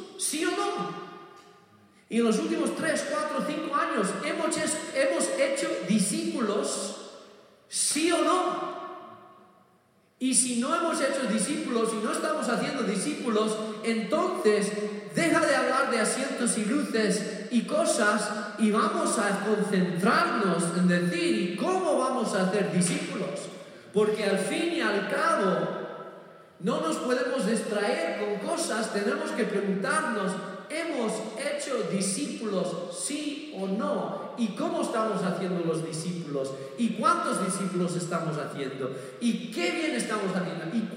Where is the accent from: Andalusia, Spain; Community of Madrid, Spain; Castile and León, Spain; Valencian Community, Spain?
Castile and León, Spain; Burgos; me crié en Burgos y Burgos tiene la mejor morcilla de toda España.